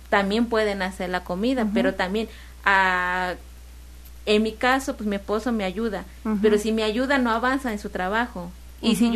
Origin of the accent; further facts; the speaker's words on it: Mexico; los que somos mexicanos, pues nos moriríamos, ¿no?